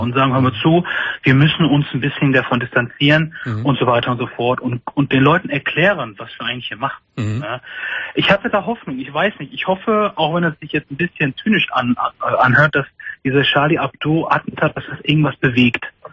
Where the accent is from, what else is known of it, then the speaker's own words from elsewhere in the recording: Germany; weil ich bin Deutscher, ich habe eine deutsche Mutter und ich sehe auch deutsch aus. Ich habe zwar nur einen anderen Glauben, aber ich fühle mich als Deutscher.